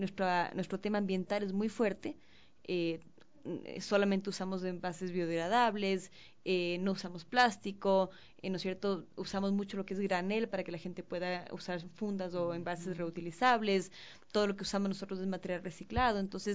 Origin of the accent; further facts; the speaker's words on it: Ecuador; nosotros como ecuatorianos somos una cultura que consume